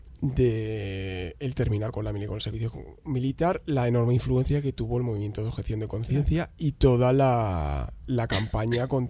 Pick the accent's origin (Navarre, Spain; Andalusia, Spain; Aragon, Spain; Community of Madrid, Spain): Community of Madrid, Spain; Madrid; ¿Por qué estoy hablando del País Vasco, si somos de Madrid?